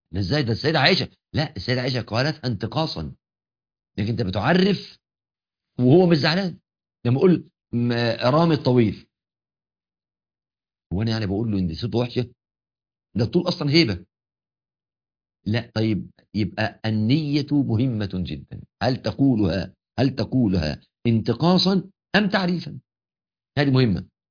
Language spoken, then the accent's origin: Arabic; Egypt; بتعبيرنا كمصريين يقول لك كلمة تنجس بحر.